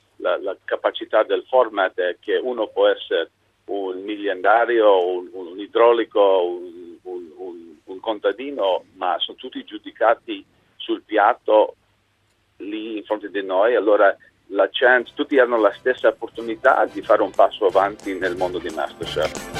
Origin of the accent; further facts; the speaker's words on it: United States; io sono tecnicamente sono americano, ma io sto molto bene in Italia.